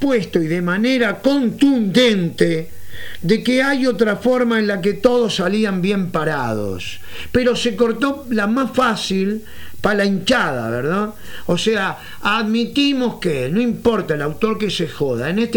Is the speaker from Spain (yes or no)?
no; Montevideo, Uruguay; nosotros somos de Montevideo, hace pocos días cumplí 57, Andamos por todo el interior del país